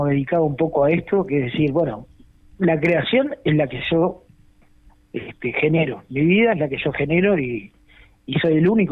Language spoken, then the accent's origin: Spanish; Montevideo, Uruguay; Yo soy de Montevideo